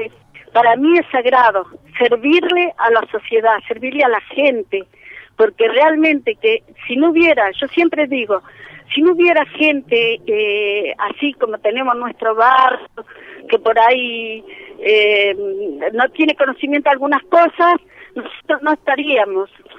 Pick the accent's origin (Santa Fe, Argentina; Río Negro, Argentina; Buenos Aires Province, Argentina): Río Negro, Argentina; Bariloche; moved away as an adult; now in Viedma, Argentina; No, yo soy de Bariloche, me vine muy joven, tenía 21 años cuando llegué acá